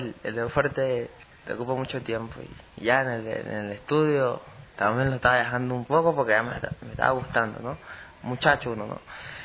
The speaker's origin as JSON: {"language": "Spanish", "town": "Machala", "region": "El Oro", "country": "Ecuador", "tie": "born there", "lives_now": "Quito, Ecuador", "said": "Nací en la ciudad de Machala, soy machaleño, sino que, bueno, llevo año y 7 meses en la provincia de Quito, en la capital"}